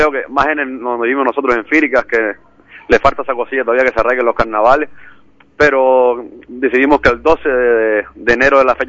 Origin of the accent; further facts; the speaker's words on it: Firgas, Canary Islands, Spain; como somos de Firga, que estamos alejados